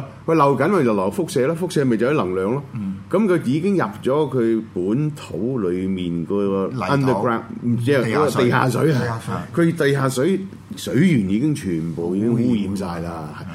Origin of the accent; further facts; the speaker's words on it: China; 我根本唔嚇，我係中國人